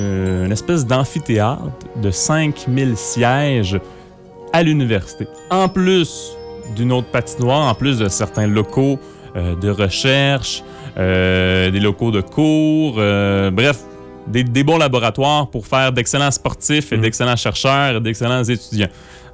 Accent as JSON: {"language": "French", "region": "Quebec", "country": "Canada", "said": "je suis québécois depuis 13 générations déjà. Mon ancêtre est arrivé en 1600 quelque chose."}